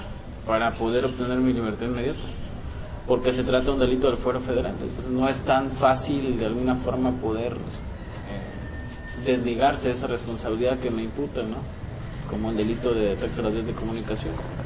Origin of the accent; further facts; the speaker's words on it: Mexico; para nosotros como mexicanos es el alimento básico